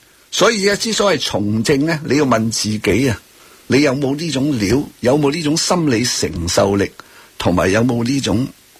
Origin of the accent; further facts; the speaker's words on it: Hong Kong; 我哋香港人好 innocent